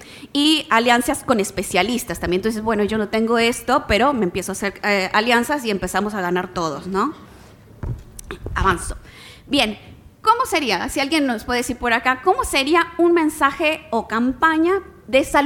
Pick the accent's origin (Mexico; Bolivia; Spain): Mexico; Yo soy mexicana.